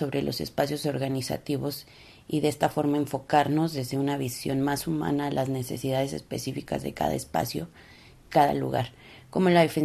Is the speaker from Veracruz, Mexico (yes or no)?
no; Tlalpujahua, Michoacán, Mexico; Soy originaria de Tlalpujahua, Michoacán, en México.